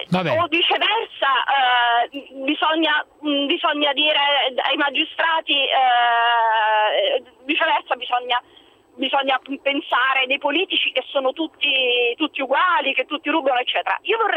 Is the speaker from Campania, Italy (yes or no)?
yes; Naples, Campania, Italy; Io sono napoletana